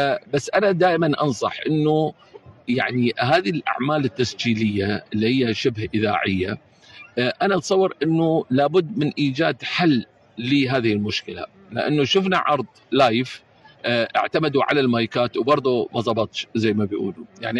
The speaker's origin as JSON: {"language": "Arabic", "country": "United Arab Emirates", "said": "يعني احنا دلوقتي نفخر كاماراتيين انه احنا يعني ننتمي لهالبلد ولهذه الثقافه"}